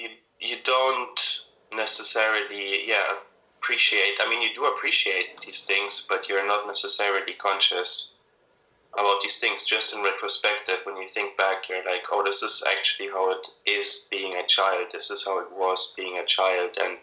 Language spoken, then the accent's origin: English; Munich, Bavaria, Germany; And I grew up in Germany, in Munich, which is a really safe city.